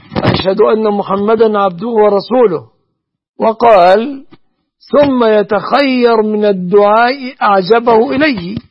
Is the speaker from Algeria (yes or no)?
no; Egypt